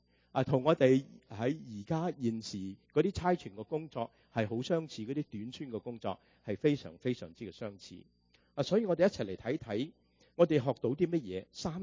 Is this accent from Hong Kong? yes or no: no; United States; 我们美国人的文法就乱晒龙